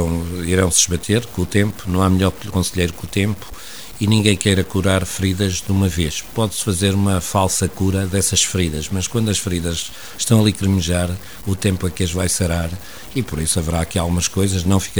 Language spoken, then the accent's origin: Portuguese; Portugal; now in Oliveira, Portugal; acabei na minha terra, penso que por volta das 2:30 da manhã, no Erdal, eu vivo hoje em Oliveira